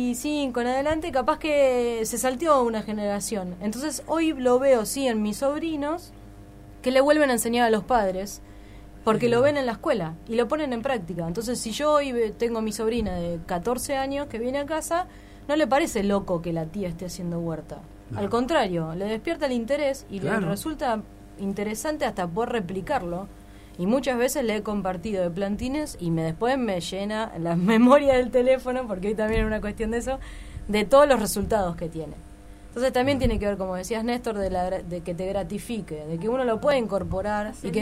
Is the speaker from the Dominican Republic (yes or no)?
no; Buenos Aires, Argentina; yo te decía que soy de Buenos Aires, sí, y soy capital, y vos ves que lo juntan. En capital no hay quema de hoja, pero sí en lo que era la periferia de la capital, el conurbano donde vivía yo.